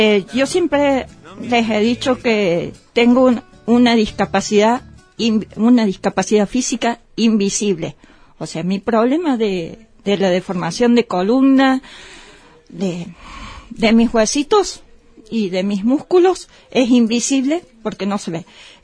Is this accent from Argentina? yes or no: yes; Córdoba, Argentina; accent: Cordobés; muy raro que se me note un poco el cordobés, pero sí, los cordobeses tenemos...